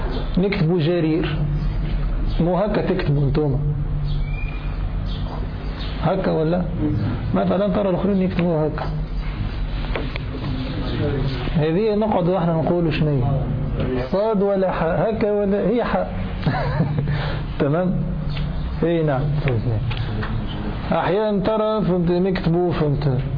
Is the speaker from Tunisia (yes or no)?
yes; Tunisia; moved away as an adult; now in Syria; انا جاي من تونس لسوريا باش نقرا خط